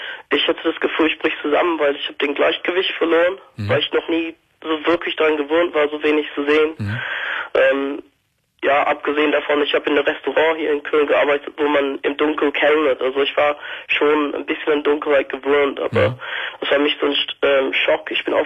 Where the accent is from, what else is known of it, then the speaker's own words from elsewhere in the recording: Birmingham, West Midlands, United Kingdom; German is a second language; now in Germany; Nee, von Birmingham. Der bist von England. Also ich bin seit vor fünf Jahren nach Deutschland gezogen.